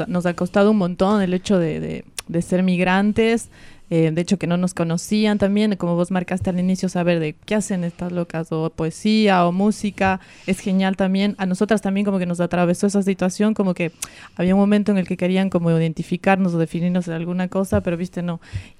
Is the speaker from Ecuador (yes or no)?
yes; Ecuador; esta ancestralidad con la que crecimos, porque en Ecuador está todo el tiempo